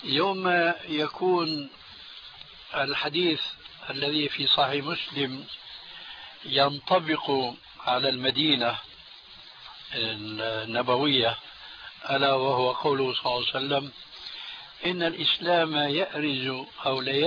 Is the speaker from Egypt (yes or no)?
no; Syria; هل يسمى عندنا في سوريا بالمشرقة